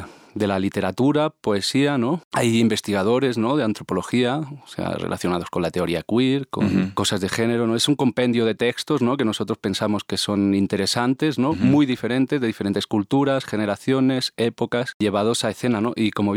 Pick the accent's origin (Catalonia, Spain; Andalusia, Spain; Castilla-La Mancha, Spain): Catalonia, Spain; Barcelona; vengo de Barcelona